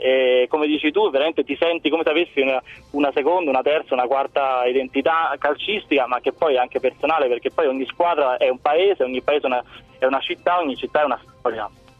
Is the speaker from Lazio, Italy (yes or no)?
yes; Rome, Lazio, Italy; io vengo da Roma, Roma Nord, così, per noi l'Erasmus è stato un trauma